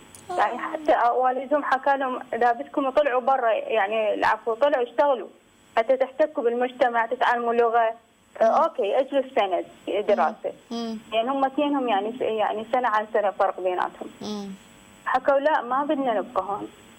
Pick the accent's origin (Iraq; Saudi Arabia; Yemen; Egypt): Iraq; now in Istanbul, Turkey; انا من العراق دكتوره